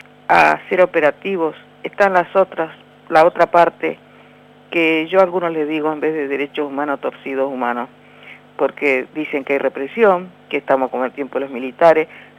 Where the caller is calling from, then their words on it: Berazategui, Buenos Aires Province, Argentina; nosotros tenemos una experiencia muy fea como pueblo argentino